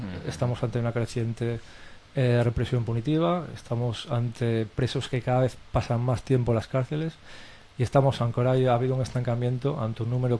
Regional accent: A Coruña, Galicia, Spain; Bueno, como gallego y coruñés del Prestige

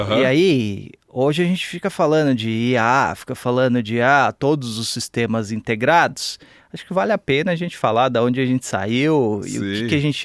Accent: São Paulo, Brazil; also born or lived in Milwaukee, United States; Cara, eu sou daqui, nascido e criado em São Paulo. Eu tive uma experiência rápida, relativamente rápida, nos Estados Unidos.

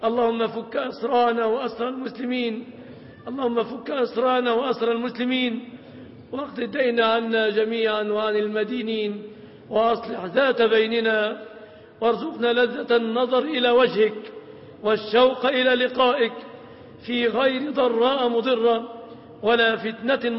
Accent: Egypt; اللهم احفظ بلادنا مصر آمنة مطمئنة

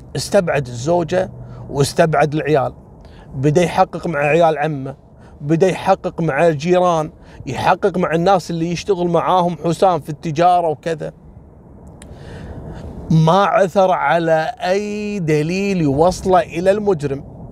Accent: Kuwait; هني عندنا بالكويت حصلت كذلك نفس الواقعة

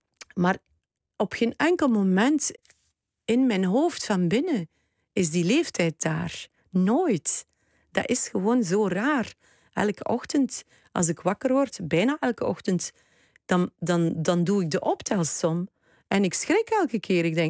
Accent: Wetteren, East Flanders, Belgium; Ik ben opgegroeid in Wetteren. Dat gaat niemand kennen in Nederland.

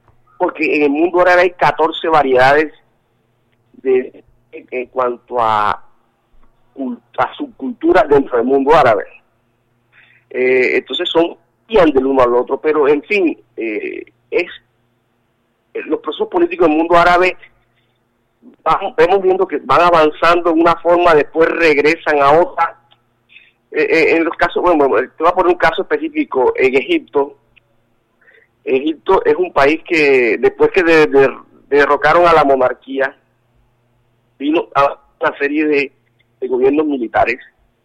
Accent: Colombia; first language Spanish; yo soy un colombiano, soy latinoamericano, mi primera lengua es el castellano

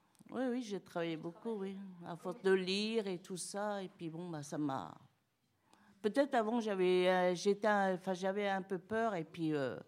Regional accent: France; Et puis, bon, ben non, moi, je dis je suis française.

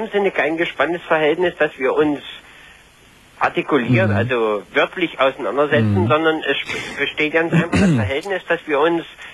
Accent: East Germany, Germany; Ich bin ein Ossi.

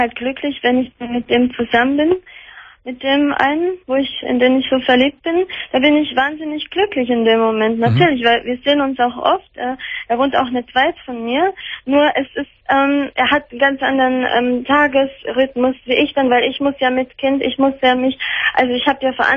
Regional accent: Bavaria, Germany; born there; Also gut, ich bin ja in Bayern geboren

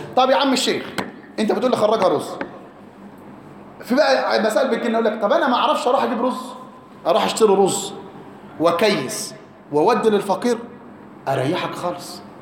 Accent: Egypt; غالب قوت البلد عندنا في مصر ايه؟ الرز

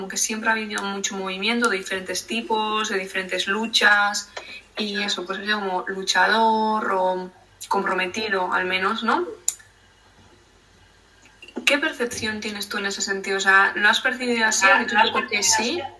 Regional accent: Urnieta, Basque Country, Spain; soy de Urnieta.

